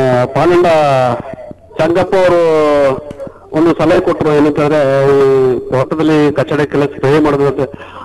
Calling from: Suntikoppa, Karnataka, India; ನಾನು ಸುಂಟಿಕೊಪ್ಪ

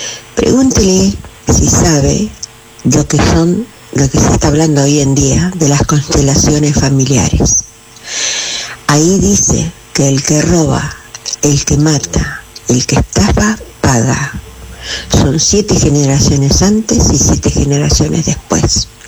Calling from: Berazategui, Buenos Aires Province, Argentina; de Berazategui

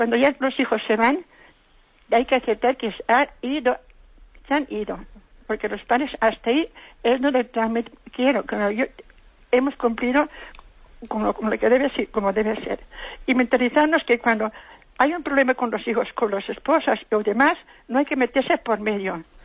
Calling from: Valencia, Spain; de Valencia.

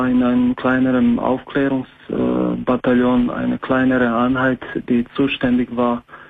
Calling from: Croatia; German is a second language; moved away

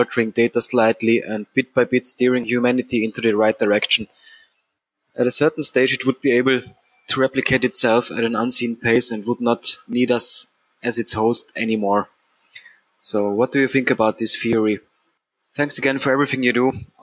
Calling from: Austria; I'm a listener from Austria, Europe.

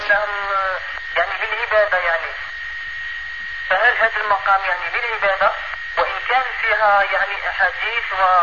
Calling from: Algeria; يعني أنا نضرب الهاتف من الجزائر

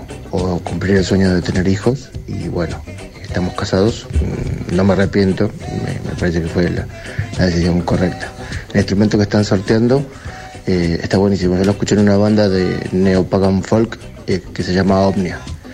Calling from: Castelar, Buenos Aires Province, Argentina; de Castelar.

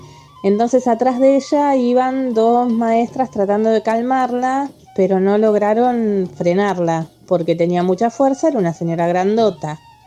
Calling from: Lanús, Buenos Aires Province, Argentina; de Lanús otra vez.

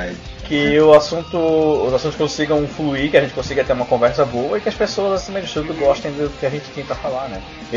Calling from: Florianópolis, Santa Catarina, Brazil; falo aqui de Floripa, Florianópolis, Santa Catarina, para os não muito familiarizados.

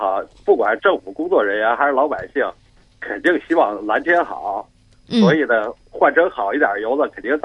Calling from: Beijing, China; 哎，我来自北京

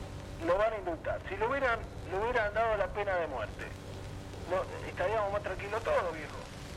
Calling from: Buenos Aires, Argentina; Sí, te hablo de acá del garaje de Almagro.

